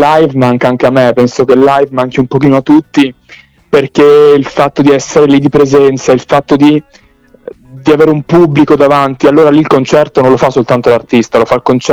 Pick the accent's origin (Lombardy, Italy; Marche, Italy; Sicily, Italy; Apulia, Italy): Lombardy, Italy; Milan; also born or lived in Salerno, Italy; avevo 3 anni quando sono salito a Milano, quindi in realtà Salerno la vivo d'estate quando scendo dai miei nonni, dai miei parenti, però ho vissuto molto più Milano e l'Interland di Salerno.